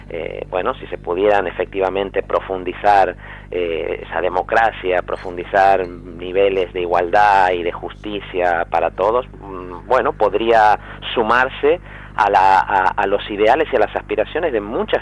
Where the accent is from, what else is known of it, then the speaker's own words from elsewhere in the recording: Argentina; also born or lived in Madrid; now in Spain; yo soy argentino de origen, por lo tanto, para mí Cataluña, como lo fue antes Madrid, porque en Madrid viví 4 años... es sobre todo una tierra de acogida, es la tierra donde nacieron mis hijos